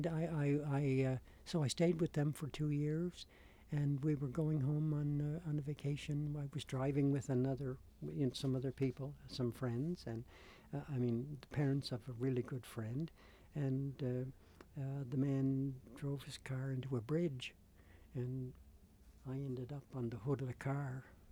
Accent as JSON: {"language": "English", "town": "Charlottetown", "region": "Prince Edward Island", "country": "Canada", "also_born_or_lived": "Cape Breton / Antigonish", "said": "I'm from Charlottetown. I got here kind of a long way around, from way up in Cape Breton and Inganish Beach, and then to Antigonish, Nova Scotia, where I studied at St. Vex for 4 years."}